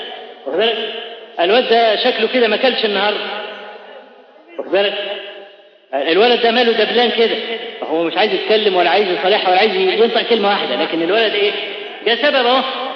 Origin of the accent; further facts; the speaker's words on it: Egypt; وإحنا كمصريين أسد بالك أسد في الحاجات